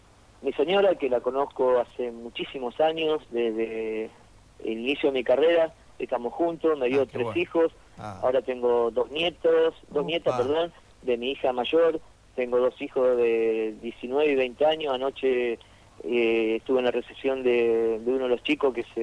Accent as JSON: {"language": "Spanish", "country": "Argentina", "tie": "born or raised there", "also_born_or_lived": "Buenos Aires", "said": "Yo nací en Capital Federal, y después me fui a radicar allá, pero, o sea, me siento, o sea, espeñense, porque yo nací solamente en Capital porque mi viejo boxeaba allá"}